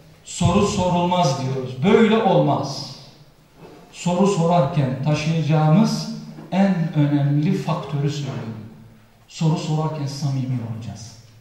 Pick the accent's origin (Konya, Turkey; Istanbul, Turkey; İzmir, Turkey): Konya, Turkey; Ve bizim yöreye ait yemekler yapıyor. Ben Konya'lıyım malum bildiğiniz üzere.